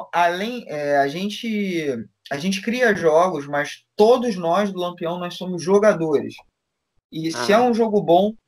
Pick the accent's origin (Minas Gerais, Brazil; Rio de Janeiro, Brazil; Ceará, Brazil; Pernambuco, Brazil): Rio de Janeiro, Brazil; eu sou do Rio